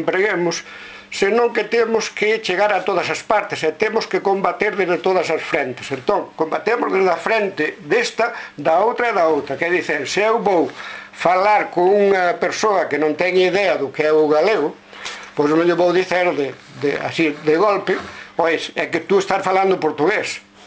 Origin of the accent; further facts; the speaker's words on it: Vila Seca, Galicia, Spain; a miña aldea é Vila Seca, que é unha aldea moi interesante.